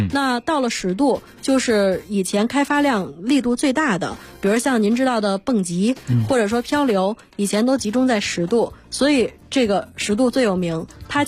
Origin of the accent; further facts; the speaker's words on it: Beijing, China; 比如说咱们北京人